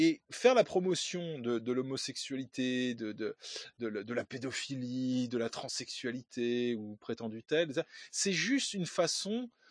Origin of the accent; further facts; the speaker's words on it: France; Je suis français.